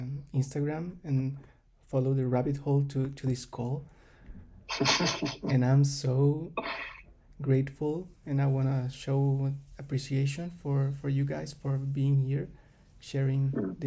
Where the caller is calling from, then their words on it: Chile; I'm calling from Chile